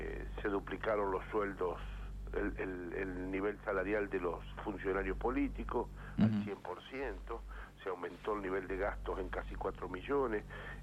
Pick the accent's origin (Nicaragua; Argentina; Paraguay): Argentina; Gualeguaychú, Entre Ríos; Estoy en mi pueblo, que es Gualeguaychú.